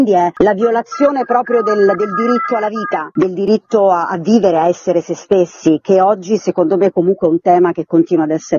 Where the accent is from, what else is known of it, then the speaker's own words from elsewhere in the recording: Teramo, Abruzzo, Italy; Io tra l'altro sono abruzzese teramana e a Teramo c'è stato uno dei più grandi manicomi in Italia